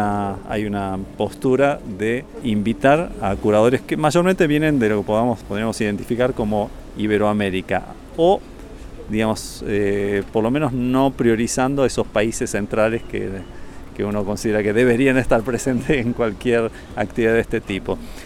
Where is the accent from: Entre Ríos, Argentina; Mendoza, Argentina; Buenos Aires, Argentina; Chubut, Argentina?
Buenos Aires, Argentina; moved away as an adult; now in Canada; yo soy nacido en Buenos Aires, viví la mayor parte de mi vida allí, aunque hace ahora casi 12, 13 años que vivo en Canadá